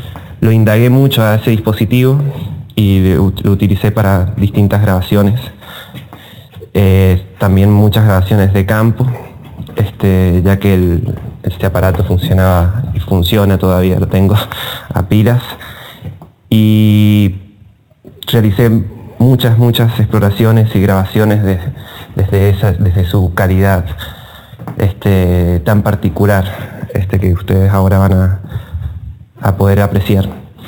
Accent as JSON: {"language": "Spanish", "region": "San Juan", "country": "Argentina", "also_born_or_lived": "Mendoza", "said": "Soy de San Juan. Viví 10 años en Mendoza entre el 2005 y 2015."}